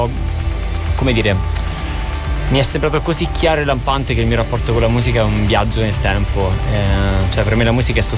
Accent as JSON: {"language": "Italian", "town": "Avezzano", "region": "Abruzzo", "country": "Italy", "said": "Io vengo dall'Abruzzo, da una città che si chiama Avezzano."}